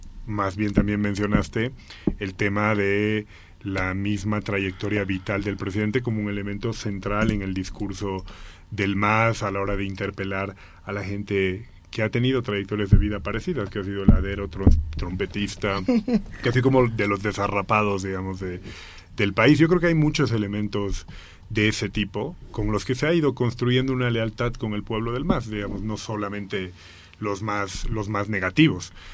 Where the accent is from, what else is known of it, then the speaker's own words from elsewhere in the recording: La Paz, Bolivia; yo, siendo paceño, yo ahora mismo no sabría decirte qué es lo popular en Santa Cruz